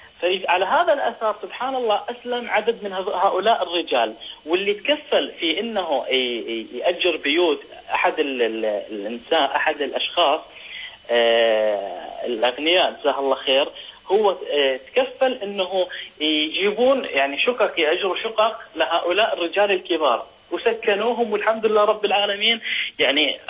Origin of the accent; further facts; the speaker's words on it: Sweden; أنا من السويد.